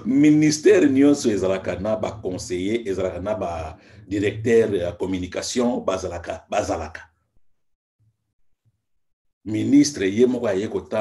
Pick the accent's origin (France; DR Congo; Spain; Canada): DR Congo; Bon, moi, je suis Congolais